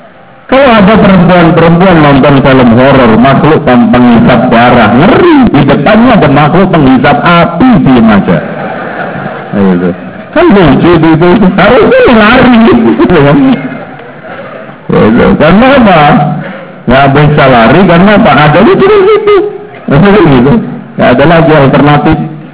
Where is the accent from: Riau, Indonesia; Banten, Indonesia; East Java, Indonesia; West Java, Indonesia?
East Java, Indonesia; Lamongan; di daerah Lamongan, daerah saya itu paling gak enak, Pak.